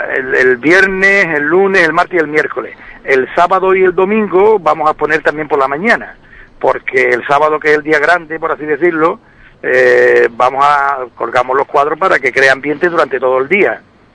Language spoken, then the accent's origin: Spanish; Ubrique, Andalusia, Spain; El nivel de Ubrique con la pintura, y no solamente lo decimos nosotros de Ubrique